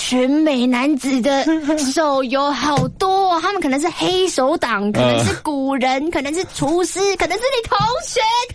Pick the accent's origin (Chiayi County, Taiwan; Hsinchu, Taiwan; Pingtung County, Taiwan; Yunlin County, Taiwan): Hsinchu, Taiwan; 难道是因为我是新竹人所以常吃吗？